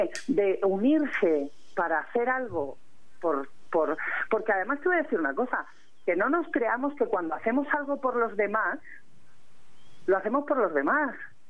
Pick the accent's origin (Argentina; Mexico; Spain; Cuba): Spain; Madrid, Community of Madrid; y yo soy del centro de Madrid